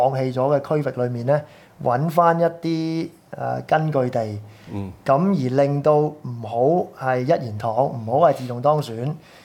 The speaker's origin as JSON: {"language": "Cantonese", "country": "Hong Kong", "said": "咁我哋當我哋香港人唔服輸"}